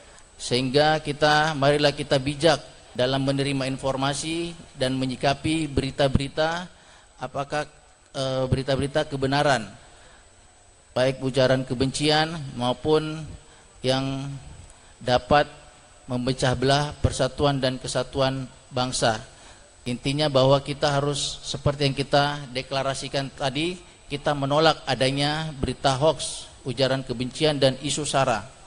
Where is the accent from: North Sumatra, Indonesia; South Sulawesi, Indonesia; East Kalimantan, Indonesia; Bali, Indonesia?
South Sulawesi, Indonesia; Makassar; now in Ponorogo, Indonesia; saya berasal dari Makassar, Sulawesi Selatan